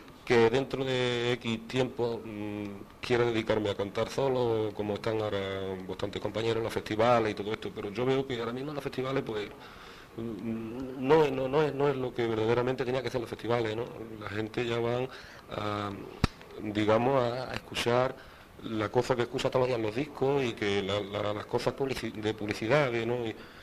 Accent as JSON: {"language": "Spanish", "town": "Jerez", "region": "Andalusia", "country": "Spain", "tie": "born or raised there", "also_born_or_lived": "Granada", "said": "Lo mismo que nací en Granada, podía haber nacido en un taxi, pero a la semana de haber nacido yo estaba en Jerez. Yo soy jerezano total, de arriba a abajo."}